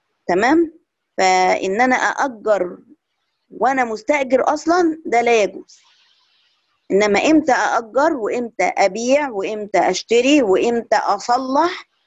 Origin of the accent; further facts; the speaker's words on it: Egypt; هنلاقي إنها انتشرت جدا عندنا في مصر